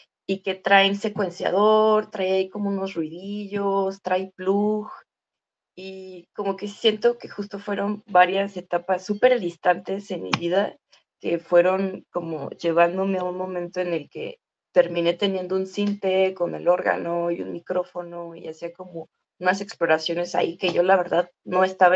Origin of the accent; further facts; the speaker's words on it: Nezahualcóyotl, State of Mexico, Mexico; soy de Nezahualcóyotl, que es como el China del Estado de México en México, es decir que hay un montón de personas en espacios muy pequeños, no hay árboles, es una de las grandes desgracias de Nezahualcóyotl, no hay vida natural